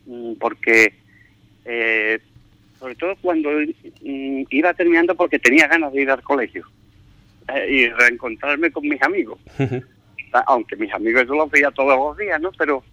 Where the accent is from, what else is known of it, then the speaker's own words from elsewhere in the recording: Ubrique, Andalusia, Spain; en mi pueblo, pues bueno, empezaré, supongo, a recordar pues toda mi infancia, porque mi infancia ha sido en Ubrique, sin duda.